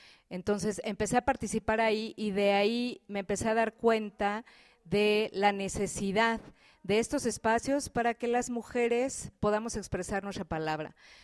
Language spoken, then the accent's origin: Spanish; Mexico City, Mexico; now in Chiapas, Mexico; tengo 17 años viviendo aquí, soy originaria del Distrito Federal